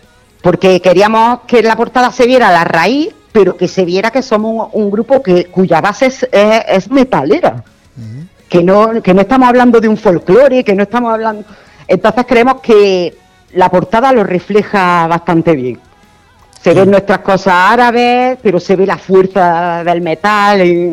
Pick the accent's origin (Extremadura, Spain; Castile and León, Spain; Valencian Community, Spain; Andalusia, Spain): Andalusia, Spain; Granada; todos menos Antonio, somos del Saedin. Que es un barrio de Granada, un barrio de trabajadores